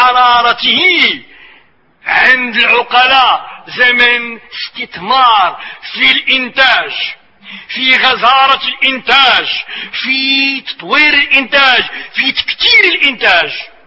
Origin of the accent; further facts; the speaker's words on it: Marrakesh, Marrakesh-Safi, Morocco; وبصفتنا احنا من مراكش، ومراكش جو صحراوي،